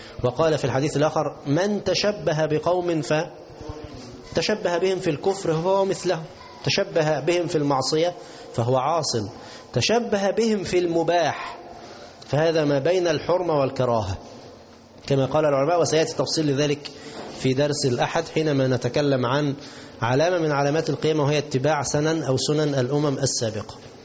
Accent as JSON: {"language": "Arabic", "country": "Egypt", "said": "اللي هو بنسميه بز الرجل، كلمة عندنا كمصريين"}